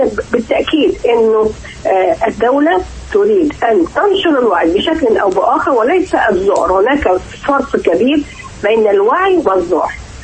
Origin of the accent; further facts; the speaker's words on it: Egypt; المهم ان نتخذ نحن كمصريين